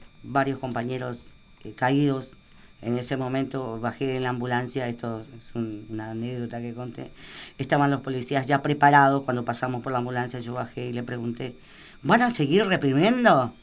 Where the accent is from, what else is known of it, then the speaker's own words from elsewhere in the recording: Argentina; yo creo que hubiese estado bueno como policía, como argentino, preguntar